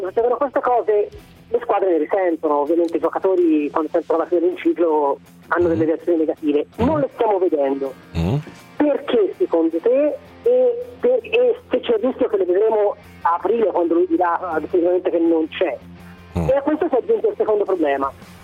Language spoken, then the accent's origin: Italian; Florence, Tuscany, Italy; Ah, io sono un fiorentino